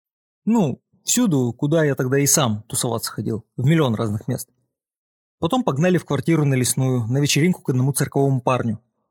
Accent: Moscow, Russia; Я сам из Москвы и свой город именно так чувствую.

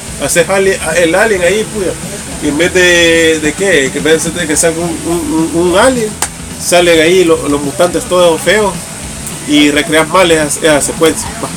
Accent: El Salvador; del Salvador, o sea, decir, wea, a pesar de que todo está hecho mierda, wea, sí, yo siento orgullo en mi país

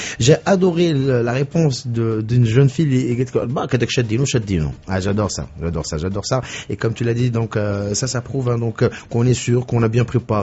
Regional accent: Morocco; parce qu'on est marocain

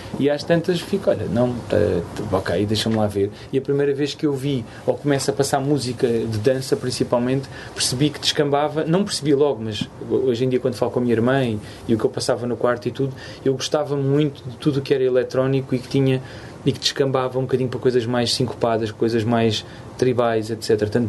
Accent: Angola; now in Portugal; Eu venho de Angola, tipo, tu não bate.

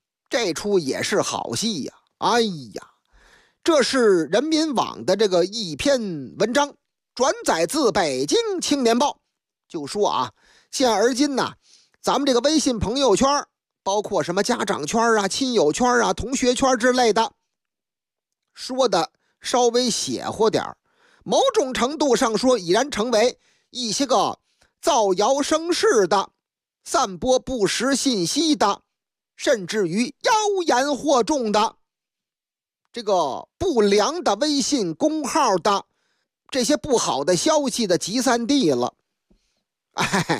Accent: Liangshan, Shandong, China; 头几天在我老家山东梁山县，嚯，这地方出好汉呐

